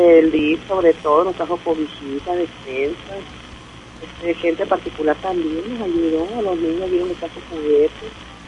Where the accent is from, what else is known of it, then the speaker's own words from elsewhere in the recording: Guaymas, Sonora, Mexico; Nosotros somos de Guaymas, del Valle del Empalme, para adentro de los ranchos.